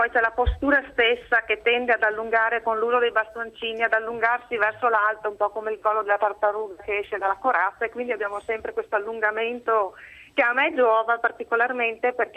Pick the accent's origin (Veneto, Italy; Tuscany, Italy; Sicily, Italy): Veneto, Italy; Padua; però noi siamo di Padova e saremo una cinquantina